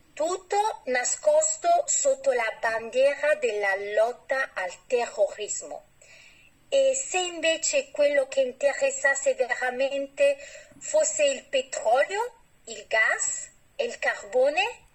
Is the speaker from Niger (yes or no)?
no; Xinjiang, China; Italian is a second language; now in France; sono partita dalla mia terra perché non vedevo nessuna alternativa possibile se non questa. Adesso vivo in Francia con mio marito e mia figlia.